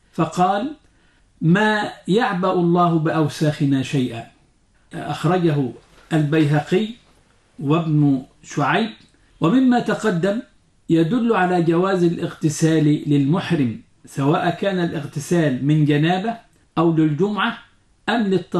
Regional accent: Egypt; وهو ما يعرف عندنا في مصر بالكمر

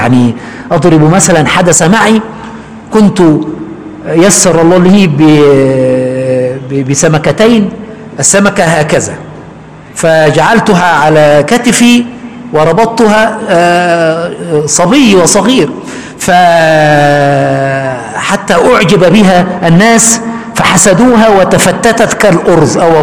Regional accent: Aswan Governorate, Egypt; جلست في قريتي في أسوان فترة من الزمن يعني، ثم بعد ذلك من حوالي 8 سنين ذهبت إلى المكان.

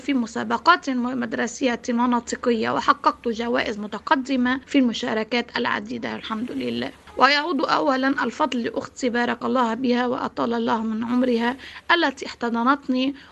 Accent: Sfireh, North Governorate, Lebanon; born there; يعني وكم أعتز باسمي الثلاثي الذي يحمل اسم الوالد المرحوم قدوتي ومثالي الأعلى، من لبنان بلد الجمال والثقافة. ومسقط رأسي السفيرة الضنية سفيرة العز والكرامة.

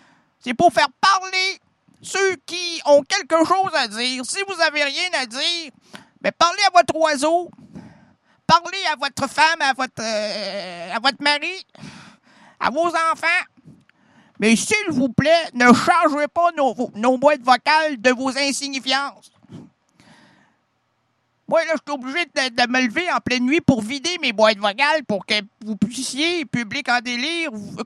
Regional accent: Lévis, Quebec, Canada; Ben, non, je suis de Lévis. Des Lévis. La Rive-Sud.

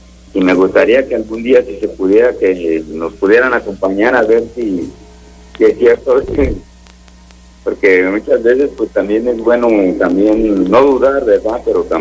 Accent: San Miguel de Allende, Guanajuato, Mexico; y soy de allá de San Miguel de Allende, ¿no?

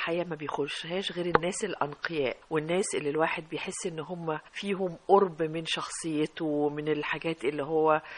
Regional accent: Egypt; زي ما احنا يا مصريين بنقول لك ايه،

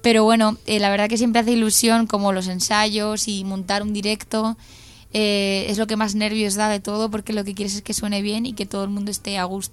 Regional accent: Valencia, Valencian Community, Spain; Valencia al final siempre es como mi tierra

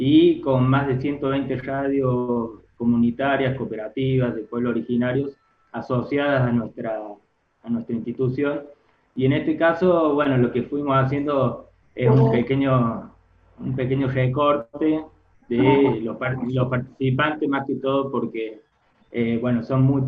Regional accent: Colonia Caroya, Córdoba, Argentina; soy de Colonia Carolla, provincia de Córdoba, de FM La Ronda, acá hablamos con la R.

